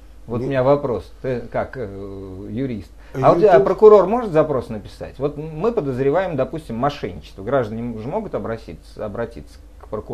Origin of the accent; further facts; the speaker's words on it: Zaporizhzhia, Zaporizhzhia Oblast, Ukraine; now in Germany; Я из Украины, город Запорожье. Жена моя из Москвы, живем в Германии.